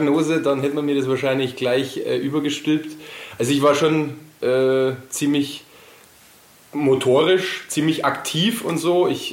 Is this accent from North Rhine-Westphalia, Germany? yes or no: no; Hof, Bavaria, Germany; und ich komme aus Hof. Und da habe ich alles ein wenig wahrscheinlich davon.